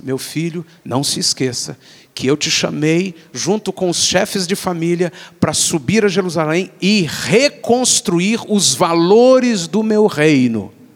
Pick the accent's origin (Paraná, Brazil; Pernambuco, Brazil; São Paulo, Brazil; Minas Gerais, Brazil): Minas Gerais, Brazil; a gente é bem mineirinho.